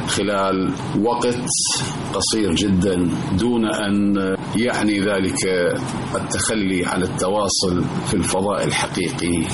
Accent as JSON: {"language": "Arabic", "country": "Iraq", "said": "ولعل أبرز العبارات المتداولة عندنا في العراق في ذلك اليوم"}